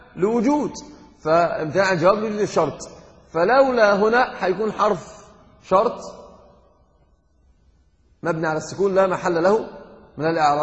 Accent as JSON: {"language": "Arabic", "country": "Egypt", "said": "الحب بهدله كما يقولون عندنا في مصر حقا، يعني عندنا في مصر يقولون كلمه من العجب"}